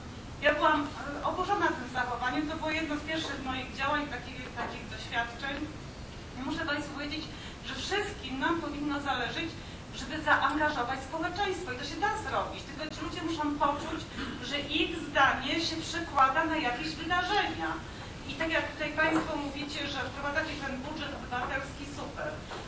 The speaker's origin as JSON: {"language": "Polish", "town": "Katowice", "region": "Silesian Voivodeship", "country": "Poland", "said": "Ja jestem z Katowic"}